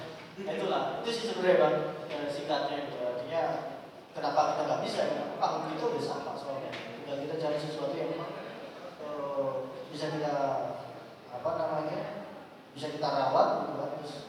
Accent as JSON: {"language": "Indonesian", "region": "Aceh", "country": "Indonesia", "said": "saya orang Aceh, mie Aceh tetap enak"}